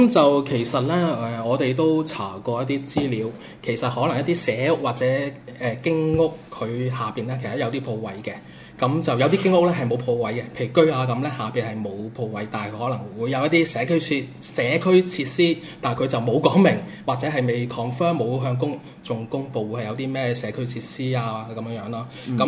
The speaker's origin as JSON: {"language": "Cantonese", "country": "Macau", "tie": "born or raised there", "said": "即係我自己都土生土長澳門人嚟嘅"}